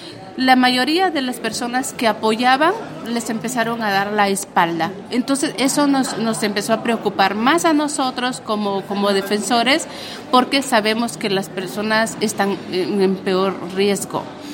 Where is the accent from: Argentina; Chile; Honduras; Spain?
Honduras; muchos han muerto ahorita en mi país, en Honduras.